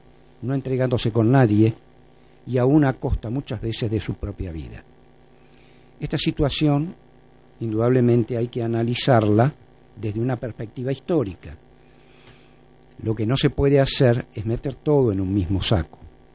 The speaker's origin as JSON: {"language": "Spanish", "country": "Argentina", "said": "y ahí me integro como argentino a toda la comunidad latinoamericana"}